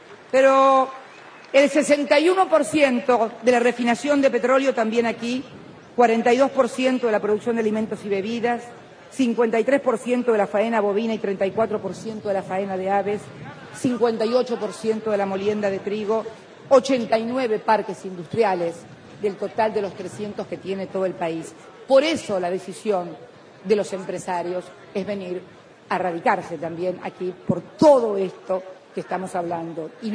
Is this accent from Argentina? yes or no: yes; Buenos Aires, Argentina; born there; yo vengo también de una provincia como Santa Cruz, pese a que soy nacida aquí en Buenos Aires